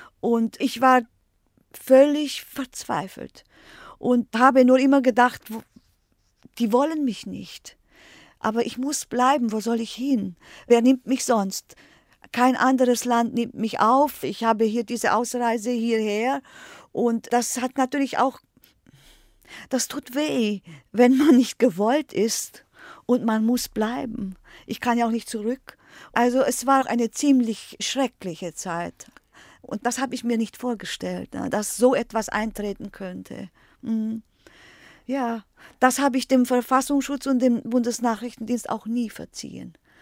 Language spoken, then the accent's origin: German; Germany; ich bin Deutsche und politisch verfolgt.